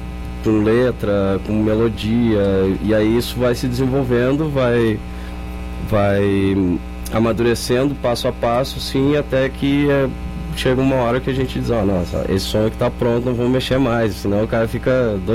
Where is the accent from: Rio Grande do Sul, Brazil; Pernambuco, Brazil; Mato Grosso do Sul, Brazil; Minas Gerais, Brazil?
Rio Grande do Sul, Brazil; a gente saiu lá do Rio Grande do Sul, viemos gravar em Goiânia